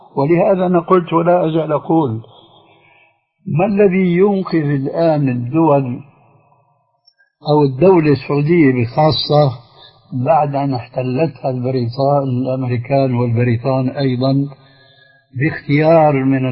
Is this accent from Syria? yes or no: yes; Syria; فالحزب البعث عندنا في سوريا لا يمثل الشعب السوري